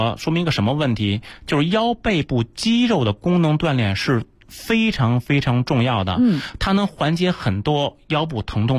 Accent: Beijing, China; accent: Beijing; 用咱们北京话叫什么？叫尬悠。

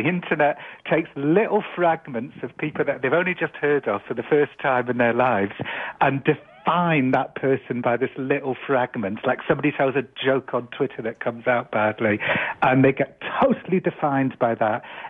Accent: England, United Kingdom; I'm an Englishman.

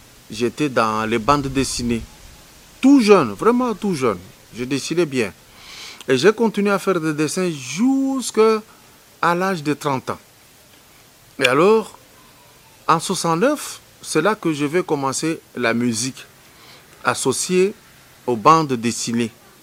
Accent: Lubumbashi, Haut-Katanga, DR Congo; now in Kinshasa, DR Congo; Je suis né à Lubumbashi. J'y ai grandi. Je suis arrivé à Kinshasa un peu plus vieux, 98 que je suis là.

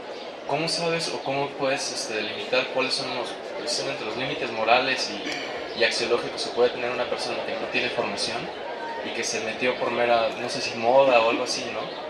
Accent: Guadalajara, Jalisco, Mexico; yo vengo de Guadalajara

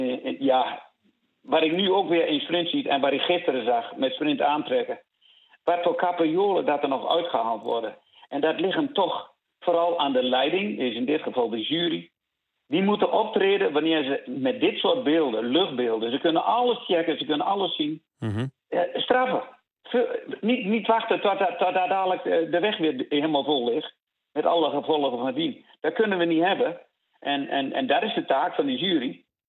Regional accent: Netherlands; Maar ik ben wel Nederlander en ik blijf wel een beetje chauvinistisch.

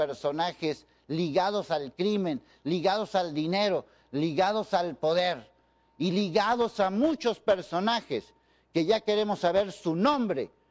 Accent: Mexico; y como buenos chinos mexicanos que somos

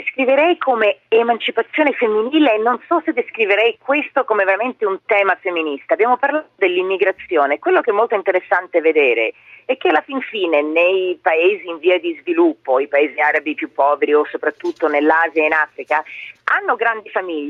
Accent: Milan, Lombardy, Italy; born there; sia a Milano dove sono nata che in Sardegna o Sicilia, dove ci sono insomma le mie famiglie di papà e di mamma.

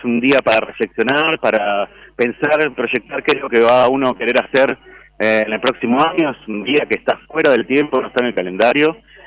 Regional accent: Concepción del Uruguay, Entre Ríos, Argentina; Yo soy de Concepción del Uruguay, Entre Ríos. Pero ando viajando por todos lados.

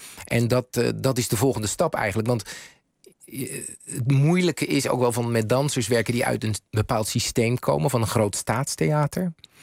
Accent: Netherlands; ja, ik ben een Nederlander. Ik ben heel direct.

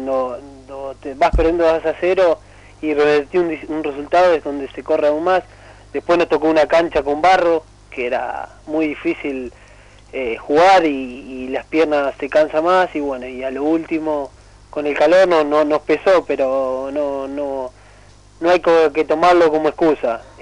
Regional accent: Gualeguaychú, Entre Ríos, Argentina; me fui a un Argentino B, ahí en Gualeguaychú, a mi pueblo

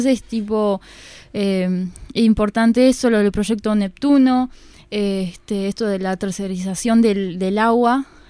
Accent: Ciudad de la Costa, Canelones, Uruguay; yo al menos, y bueno, algunos compañeros somos de Ciudad de la Costa

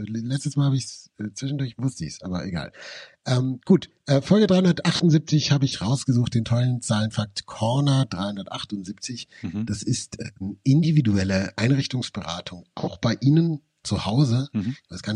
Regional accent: Nuremberg, Bavaria, Germany; Ich glaube, das gibt es nicht mal in Nürnberg, wo ich aufgewachsen bin.

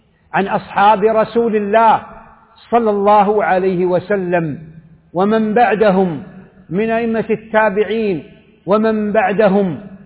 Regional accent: Saudi Arabia; وقد أفضت القول في هذه الجماعة وفي هذه القاعدة في مجالس متعددة في بلدي السعودية وفي مواطن أخرى

